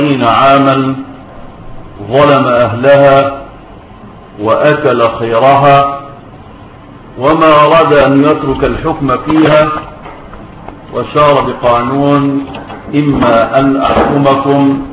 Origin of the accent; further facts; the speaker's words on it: Egypt; في بلدنا مصر